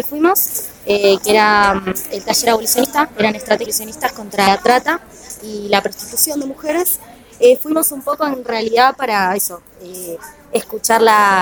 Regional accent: Buenos Aires, Argentina; Somos de Capital.

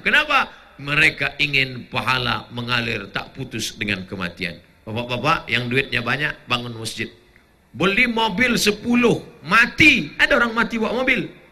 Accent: Wajo, South Sulawesi, Indonesia; born there; Alhamdulillah kita lahir di Wajo, negerinya para ulama.

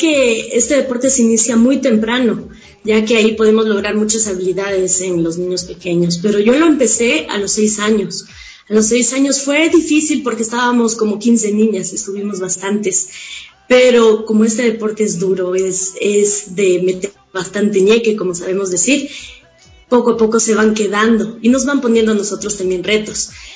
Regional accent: Loja, Ecuador; Fui seleccionada de la provincia de Loja, yo soy de Loja.

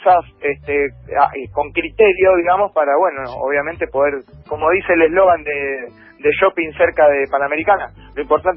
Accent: Avellaneda, Buenos Aires Province, Argentina; now in Lomas del Mirador, Argentina; yo estoy en Lomas del Mirador, estoy laburando, pero yo soy de Avellaneda.

